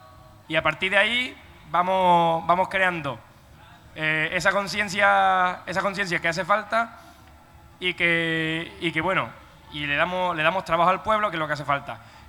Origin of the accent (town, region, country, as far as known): Palma del Río, Andalusia, Spain